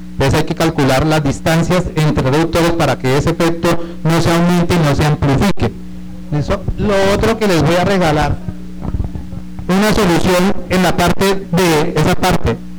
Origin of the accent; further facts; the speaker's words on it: Espinal, Tolima, Colombia; la verdad no somos de Flandes, venimos de una comisión del Espinal. Yo soy vocero de un sector del Espinal